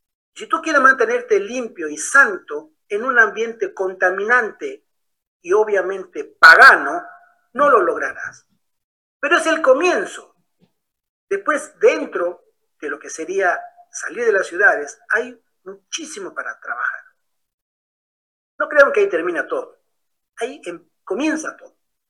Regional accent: Argentina; Ah, de Argentina. Ah, vale. Ahí va, ya somos varios argentinos.

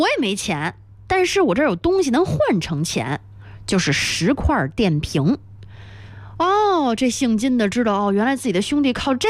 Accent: Xinjiang, China; now in Beijing, China; 因为我是来自新疆的

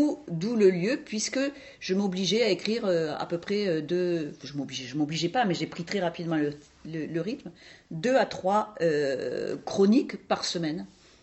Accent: south of the Loire, France; born there; Vous l'entendez à mon accent, je suis née en dessous de la Loire, bien en dessous de la Loire.

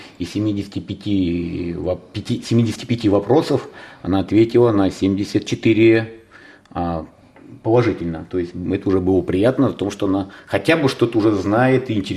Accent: Ivanovo, Ivanovo Oblast, Russia; я из Иваново поступил в Санкт-Петербург, тогда еще Ленинград, военное училище, и уже взрослый, 21 год после института

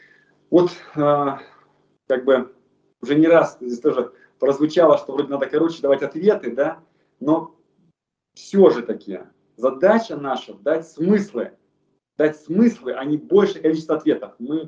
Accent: Far East, Russia; now in Moscow, Russia; Когда я переехал в Москву, сам я родом с Дальнего Востока

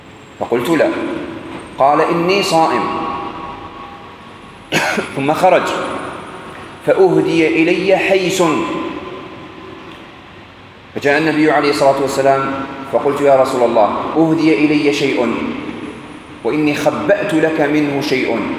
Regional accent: Algeria; في أكلة احنا عندنا في الجزائر تشبهها

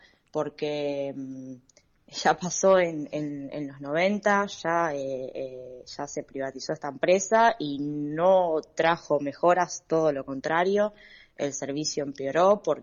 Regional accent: La Boca, Buenos Aires, Argentina; en mi caso, yo soy de La Boca, estuve con problemas de agua, ya no

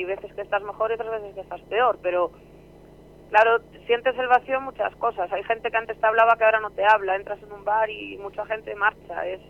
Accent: Castile and León, Spain; yo soy de la Ciana y llevamos toda la vida en contra de los cielos abiertos.

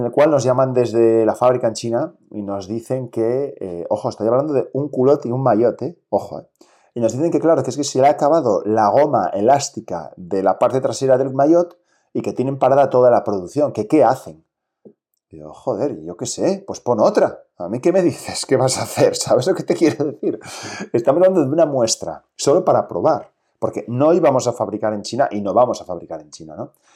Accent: Asturias, Spain; inglés lo hablo muy mal, lo hablo como, no sé, o sea, regulinchi. Español, bien. Y catalán me defiendo, aunque soy asturiano, y portugués voy ahí.

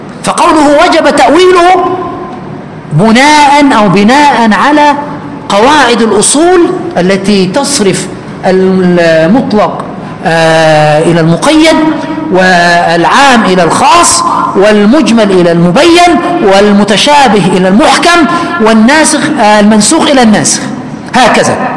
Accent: Egypt; عندنا في مصر شيء يسمى البشعة

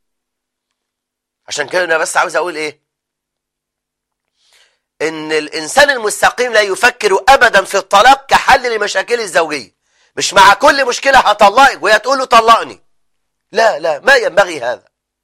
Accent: Egypt; لما يبقى عندنا في مصر فوق التسعة فوق الخمسة مليون امرأة مطلقة

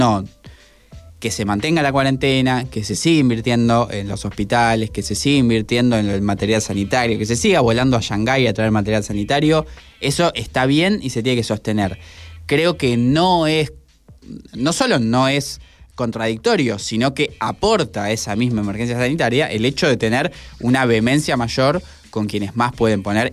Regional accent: Argentina; Digamos, me hago cargo como argentino

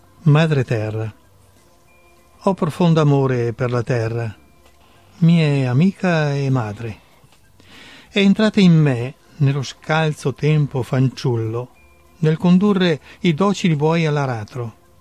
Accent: Treviso, Veneto, Italy; ero e sono innamorato della nostra e della mia terra trevigiana, e l'ho, come dire, scoperta molti anni fa, in occasione della mia dipartita a Treviso

